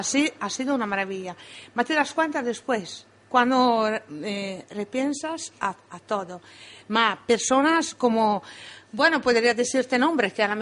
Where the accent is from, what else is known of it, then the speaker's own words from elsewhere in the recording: Italy; accent: Italian; Spanish is a second language; Sí, pero soy muy italiana. En el sentido que no, este acento no me lo saco